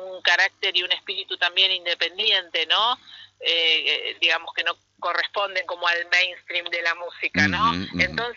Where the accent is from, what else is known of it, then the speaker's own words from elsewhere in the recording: Buenos Aires, Argentina; born there; now in Salta, Argentina; Yo soy nacida en Buenos Aires, pero hace 10 años que vivo en la provincia de Salta, también en un pueblo, camino a Cafayate.